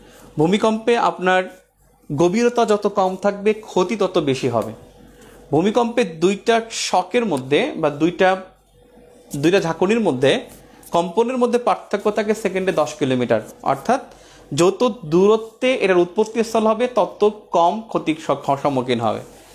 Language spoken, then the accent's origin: Bangla; Patuakhali, Barisal Division, Bangladesh; আমার বাড়ি পটুয়াখালী